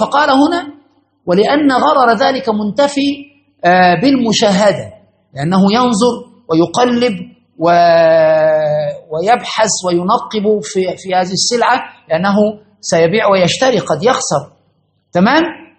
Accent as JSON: {"language": "Arabic", "country": "Egypt", "said": "كنا الميزان عندنا في مصر وفي كل الأماكن"}